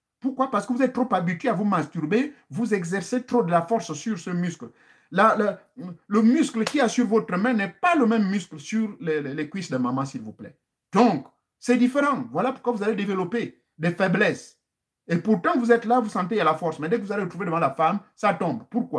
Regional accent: Gabon; chez nous au Gabon

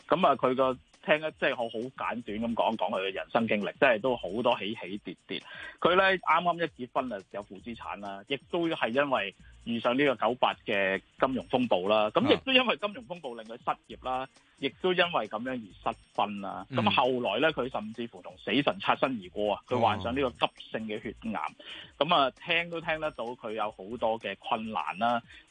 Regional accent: China; 我哋中國人咧好重視禮節啊！

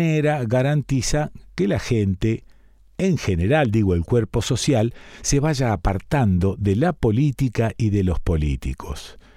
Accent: Rosario, Santa Fe, Argentina; yo soy rosarino y puedo hablar con soltura de los rosarinos. Somos tirando a pacatos, somos tirando a medio cagones. Hemos sido dependientes toda la vida de la ciudad de Buenos Aires gracias a su proximidad.

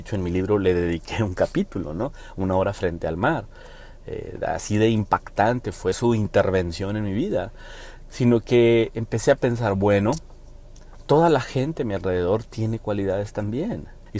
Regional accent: Mexico; yo como mexicano me motiva

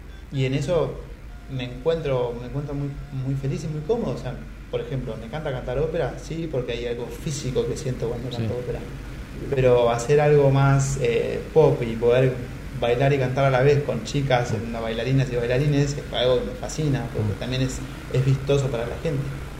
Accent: Buenos Aires, Argentina; Y yo vivía, crecí toda mi infancia y parte de mi adolescencia, viví en La Boca. Y vivía a 2 cuadras de la cancha de Boca.

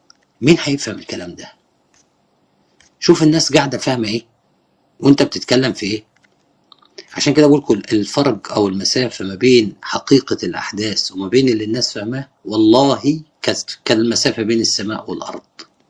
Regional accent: Egypt; بيشوفوا أنه أعظم وسام عندنا في مصر

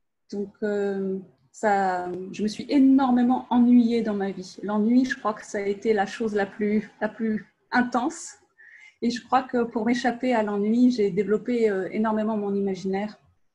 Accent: France; je suis française et j'habite en Normandie, dans le nord-ouest de la France.

